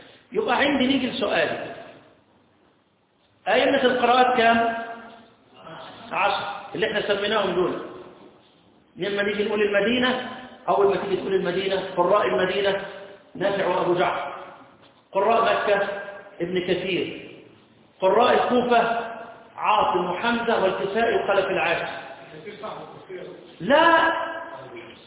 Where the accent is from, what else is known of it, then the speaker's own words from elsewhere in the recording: Upper Egypt, Egypt; مفروض قراءتنا احنا كمصريين قراءه اللي هي قراءه ورش،